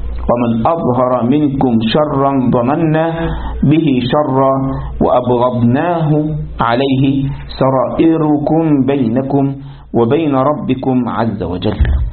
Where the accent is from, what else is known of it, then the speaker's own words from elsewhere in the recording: Egypt; كان في واحد عندنا في مصر